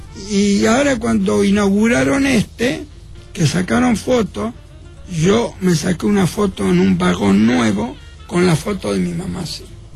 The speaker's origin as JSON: {"language": "Spanish", "region": "Buenos Aires", "country": "Argentina", "said": "Y yo soy de Flores. Flores, después de la Valle, era el barrio que tenía más cine."}